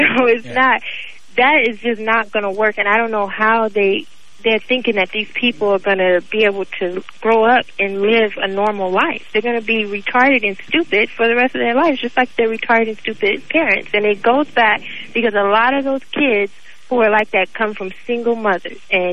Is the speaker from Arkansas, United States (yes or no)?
no; Los Angeles, California, United States; I grew up in Watts, and a lot of people don't know